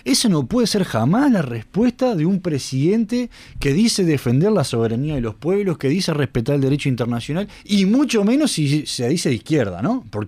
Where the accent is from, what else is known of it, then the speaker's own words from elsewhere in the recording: Uruguay; como uruguayos tenemos que estar muy atentos sobre esto